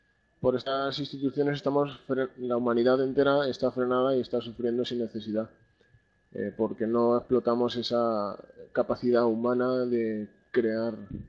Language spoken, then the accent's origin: Spanish; Spain; Yo también soy un compañero de España